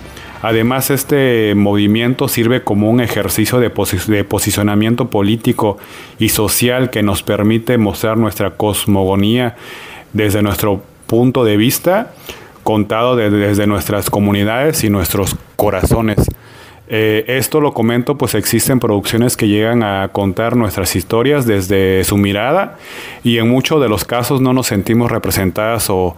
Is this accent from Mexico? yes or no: yes; Juchitán de Zaragoza, Oaxaca, Mexico; Soy de Juchitán de Zaragoza, Oaxaca, una comunidad zapoteca que pertenece al Istmo de Tehuantepec.